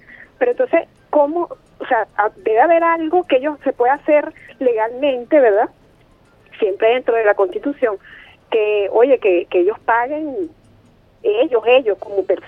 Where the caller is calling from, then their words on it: Horizonte, Miranda, Venezuela; de aquí de Horizonte, municipio Sucre, del estado Miranda.